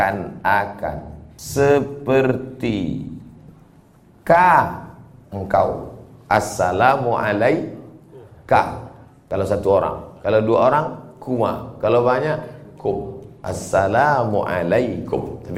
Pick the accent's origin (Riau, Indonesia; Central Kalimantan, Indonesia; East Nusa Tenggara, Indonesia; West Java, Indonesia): Riau, Indonesia; ke Lampung Utara, gharib, perantau. Kampung saya Riau.